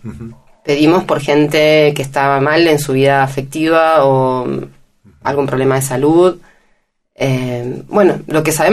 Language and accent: Spanish; Mendoza, Argentina; De Capital. Sí